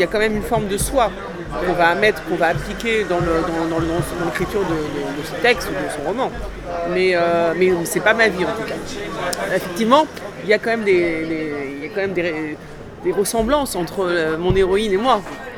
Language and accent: French; Paris, Île-de-France, France; Alors, évidemment, je suis parisienne.